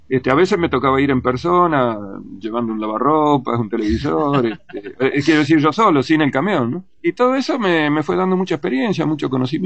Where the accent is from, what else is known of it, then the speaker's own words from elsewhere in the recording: Villa Ramallo, Buenos Aires Province, Argentina; moved away as an adult; now in Buenos Aires, Argentina; Yo vivía, nací y me crié en Villa Ramallo, a 200 y pico de kilómetros de Buenos Aires, y no, de chico no conocí Buenos Aires. Para mí la ciudad era Rosario. Entonces, a los 18 me vengo para Buenos Aires